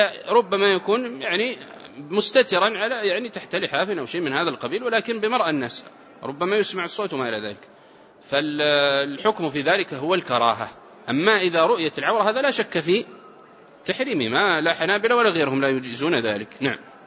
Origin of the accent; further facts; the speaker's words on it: Saudi Arabia; والعرف عندنا في السعودية المسكن الواحد والشقة بمرافقها